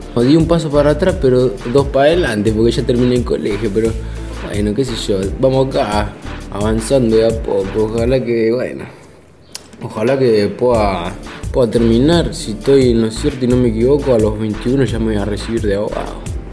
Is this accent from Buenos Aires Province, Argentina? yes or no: yes; Malvinas Argentinas, Buenos Aires Province, Argentina; Yo soy de Malvinas, Argentina, zona norte, Gran Bur.